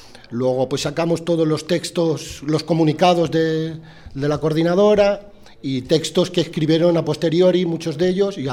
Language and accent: Spanish; Barcelona, Catalonia, Spain; pues yo que soy de Barcelona